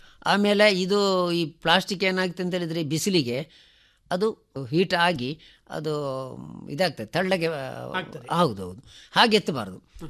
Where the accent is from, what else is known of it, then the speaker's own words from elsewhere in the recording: Mangalore, Karnataka, India; ನಮ್ಮ ಮಂಗಳೂರು ಫುಡ್ಡು